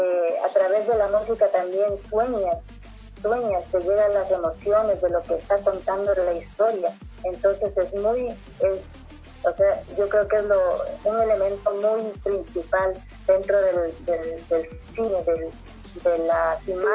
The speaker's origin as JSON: {"language": "Spanish", "country": "Ecuador", "said": "muchas veces renegamos de lo que es uno como ecuatoriano"}